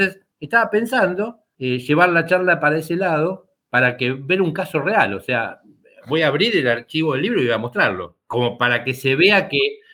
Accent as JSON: {"language": "Spanish", "country": "Argentina", "said": "Yo encantado, pero me tienen que invitar, porque somos argentinos y no tenemos dinero."}